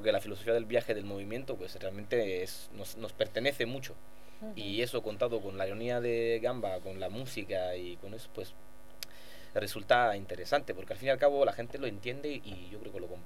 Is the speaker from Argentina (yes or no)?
no; Italy; Spanish is a second language; now in Madrid, Spain; entonces yo soy italiano y he estado...